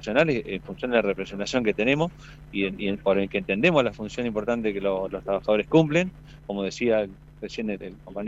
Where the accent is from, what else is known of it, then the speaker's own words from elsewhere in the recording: Argentina; Nos identifica, creo que como argentino, es sinónimo de soberanía.